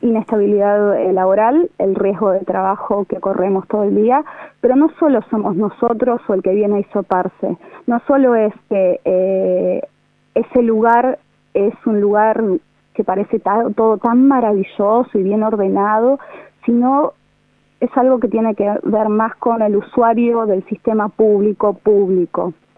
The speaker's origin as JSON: {"language": "Spanish", "region": "Buenos Aires", "country": "Argentina", "said": "yo soy de Capital, pero un porcentaje muy importante es de provincia de Buenos Aires."}